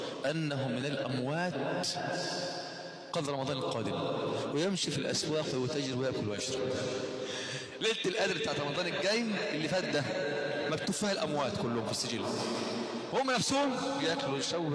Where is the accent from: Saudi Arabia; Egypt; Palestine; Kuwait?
Egypt; عندنا في مصر الفجر في مصر وفي بعض الدول في اشكال شوية انه بأذن بدري 20 دقيقة وربع ساعة او 10 دقائق